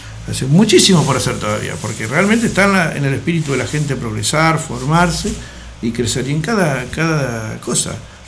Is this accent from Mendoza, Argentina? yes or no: yes; General Alvear, Mendoza, Argentina; soy de General Alvear, un pueblo chico, bendiga a mis alveares y nada más.